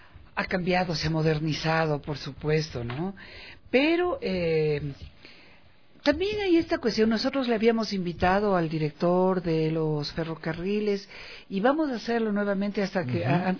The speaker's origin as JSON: {"language": "Spanish", "country": "Ecuador", "said": "Y ciertamente en eso somos nosotros los ecuatorianos, digo yo, privilegiados."}